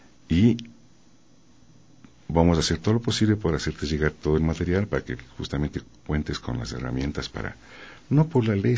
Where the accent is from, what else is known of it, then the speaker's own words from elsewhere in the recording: Quito, Pichincha, Ecuador; born there; yo nací aquí en Quito, nunca estuve aquí en mi pueblo, no había banda de pueblo. Entonces, yo soy de la generación